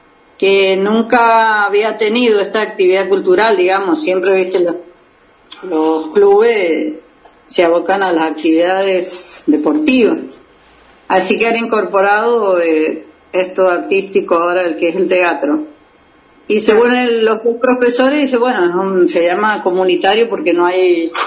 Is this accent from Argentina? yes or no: yes; Mendoza, Argentina; yo soy de Mendoza y bueno, estoy acá con un día bastante frío y nublado